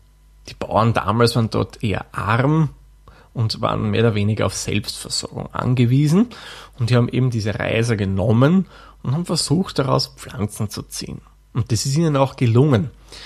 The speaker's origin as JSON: {"language": "German", "country": "Austria", "said": "In Österreich und in Deutschland gibt es übrigens einen ganz wesentlichen Unterschied. Bei uns in Österreich, klar, Zwetschge schreibt man mit K wie"}